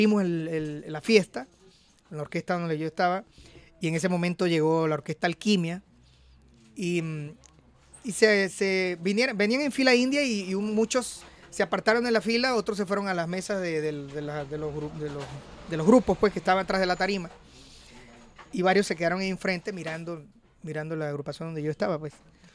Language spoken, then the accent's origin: Spanish; Venezuela; moved away as an adult; now in Colombia; Yo salí de Venezuela en el año 99. Me fui a hacer un casting.